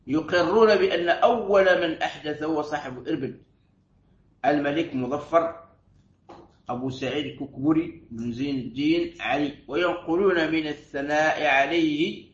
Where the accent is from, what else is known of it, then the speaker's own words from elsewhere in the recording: Algeria; وعندنا في الجزائر يسميها وعدة